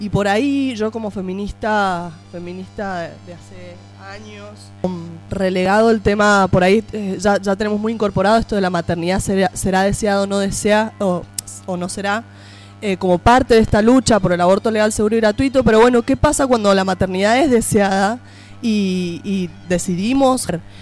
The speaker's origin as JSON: {"language": "Spanish", "region": "Mendoza", "country": "Argentina", "said": "Vengo de Mendoza, para que sepan."}